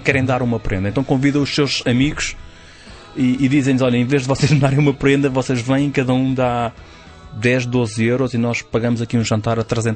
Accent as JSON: {"language": "Portuguese", "country": "Portugal", "said": "nós, como bons portugueses"}